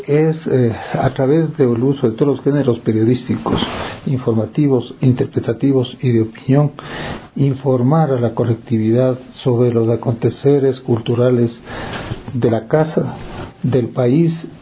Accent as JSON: {"language": "Spanish", "country": "Ecuador", "said": "porque los principales gestores de la cultura nacional somos todos los ecuatorianos"}